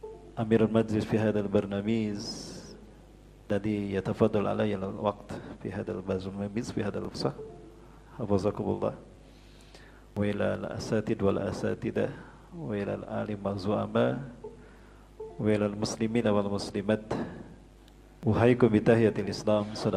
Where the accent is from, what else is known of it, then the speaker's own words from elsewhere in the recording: Bandung, West Java, Indonesia; saya dari Bandung, Bapak Ibu asli dari Bandung, turunan Sunda Padang. Ibu saya orang Sunda, Bandung asli, dan ayah saya ada darah Padang. Kakek saya dari Sungai Puar